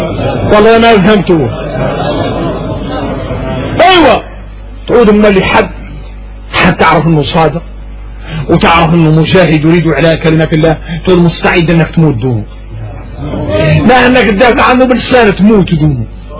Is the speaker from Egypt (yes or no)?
no; Mauritania; احنا موريتاني نعرفوا شكل من النفاق